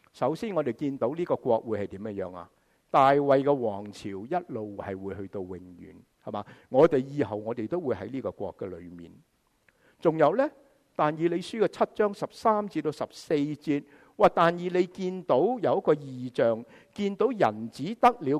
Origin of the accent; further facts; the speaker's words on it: China; 我们中国人就会说是貔貅